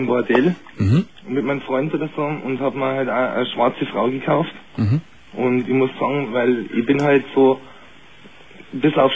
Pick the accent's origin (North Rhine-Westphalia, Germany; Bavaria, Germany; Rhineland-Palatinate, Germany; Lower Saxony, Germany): Bavaria, Germany; Ich bin aus Bayern oder so. Bayern ist wahnsinnig spitzig.